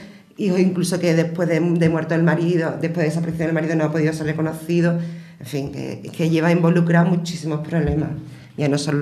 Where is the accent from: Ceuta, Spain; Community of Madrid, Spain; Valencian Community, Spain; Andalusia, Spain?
Andalusia, Spain; Écija; dos de ellas somos de aquí de Écija. Yo, como digo, tengo mi sucursal aquí y funciona, y yo siempre trabajo aquí en Écija